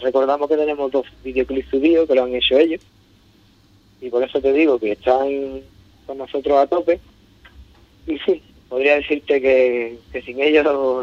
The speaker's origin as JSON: {"language": "Spanish", "town": "Ubrique", "region": "Andalusia", "country": "Spain", "said": "vamos a ver este muchacho ubriqueño de mi pueblo, a ver lo que trae aquí"}